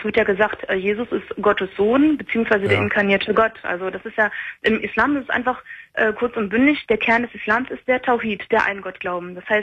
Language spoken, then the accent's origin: German; Germany; ich bin Deutsche und ich bin mit 19 zum Islam konvertiert.